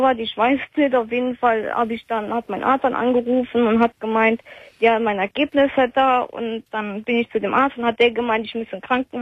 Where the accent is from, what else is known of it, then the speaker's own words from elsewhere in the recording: Trier, Rhineland-Palatinate, Germany; Ich komme ja aus Trier und ich musste bis nach Limburg fahren